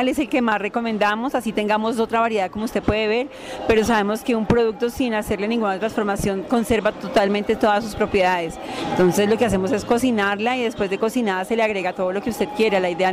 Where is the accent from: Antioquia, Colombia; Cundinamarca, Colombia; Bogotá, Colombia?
Cundinamarca, Colombia; Tenjo; vengo del municipio de Tenjo, Cundinamarca, y estoy representando un grupo de mujeres productivas